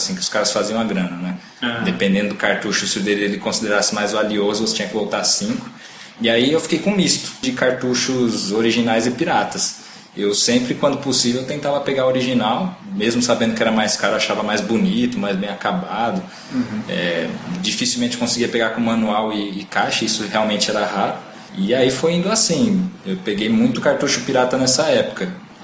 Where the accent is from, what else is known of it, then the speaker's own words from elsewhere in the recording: Osasco, São Paulo, Brazil; para quem não sabe, nós somos de Osasco.